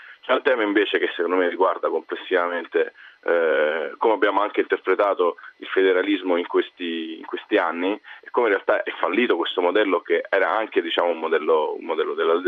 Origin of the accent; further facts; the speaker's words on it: Southern Italy, Italy; Provo a dare una lettura, diciamo, da meridionale del fenomeno.